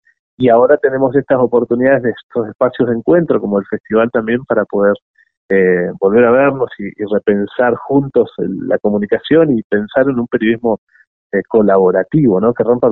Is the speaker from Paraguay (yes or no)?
no; Bariloche, Río Negro, Argentina; born or raised there